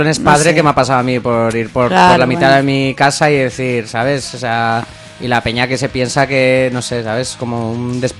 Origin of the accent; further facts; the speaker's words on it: San Sebastián, Basque Country, Spain; Bueno, sí, yo soy de Donosti, no me considero pijo.